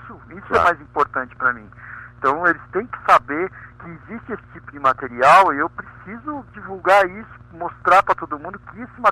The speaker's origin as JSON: {"language": "Portuguese", "region": "São Paulo", "country": "Brazil", "lives_now": "Curitiba, Brazil", "said": "Eu sou de São Paulo, tô morando"}